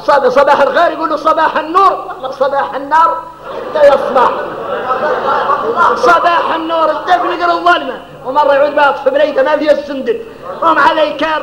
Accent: Mauritania; احنا موريتاني نين

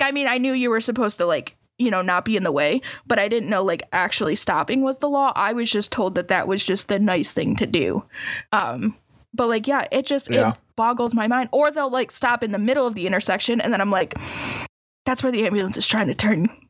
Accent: Michigan, United States; growing up in Michigan, in the area that I grew up in, this was a completely normal thing.

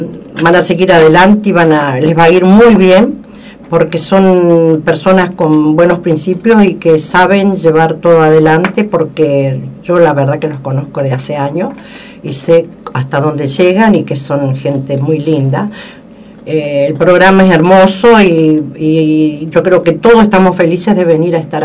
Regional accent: El Bolsón, Río Negro, Argentina; born there; yo nací acá en Bolsón

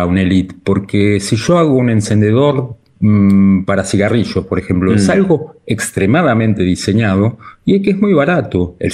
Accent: Argentina; born there; also born or lived in Europe; Yo nací en Argentina, en una familia de clase media común y terminé trabajando en lugares que nunca me hubiera imaginado. En Europa, en varios países

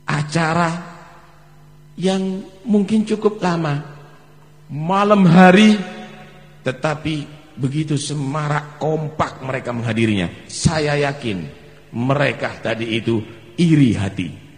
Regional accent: Pasuruan, East Java, Indonesia; Kita ini orang Pasuruan

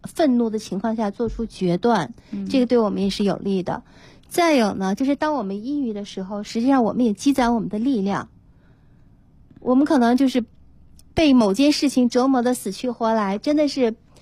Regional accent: China; 我们中国人

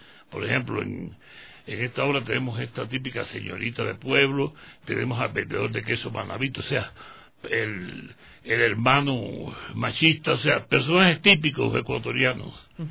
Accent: Cuba; now in Ecuador; no soy ecuatoriano. Soy

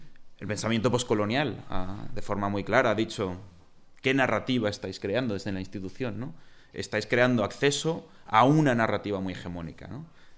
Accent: Catalonia, Spain; Yo que vengo de Cataluña

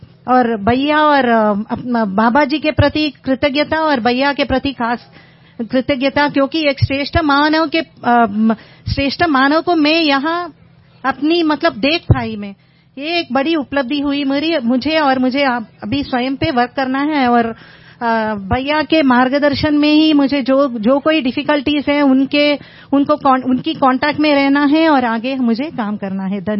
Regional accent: Mumbai, Maharashtra, India; basically मैं मुंबई से हूँ

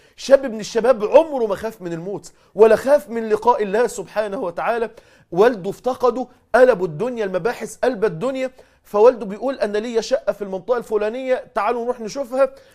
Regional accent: Mansoura, Dakahlia, Egypt; حادثة حصلت عندنا في المنصورة

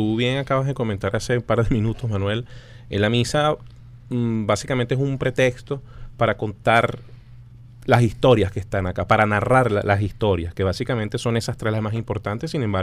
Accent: Venezuela; de reflejarnos como venezolanos

